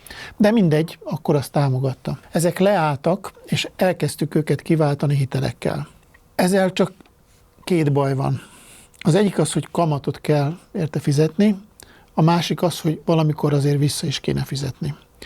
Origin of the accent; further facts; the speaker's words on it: Hungary; én amit beleértem magamat is, mint magyar